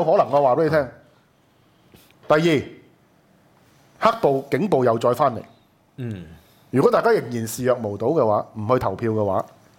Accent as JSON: {"language": "Cantonese", "country": "Hong Kong", "said": "我哋香港人嘅性格係乜嘢？"}